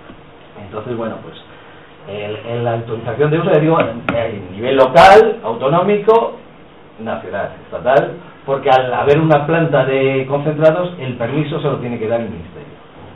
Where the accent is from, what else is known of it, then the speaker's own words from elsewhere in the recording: Villares de Yeltes, Castile and León, Spain; Firmó unos convenios en 2011 con Retortillo, Villavieja y mi pueblo, Villares de Yeltes, y dio dinero.